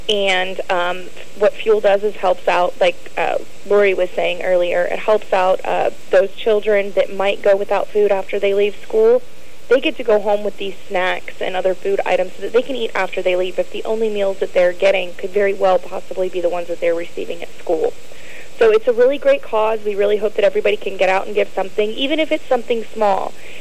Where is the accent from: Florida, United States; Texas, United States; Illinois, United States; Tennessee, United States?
Tennessee, United States; Nashville; I am from Nashville.